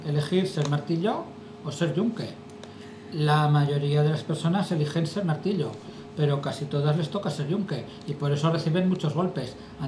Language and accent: Spanish; Zaragoza, Aragon, Spain; born there; Yo nací en Zaragoza.